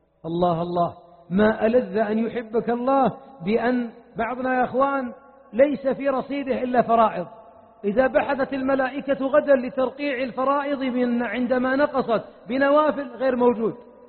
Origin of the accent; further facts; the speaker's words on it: Najd, Saudi Arabia; أنا ما أتيتكم من نجد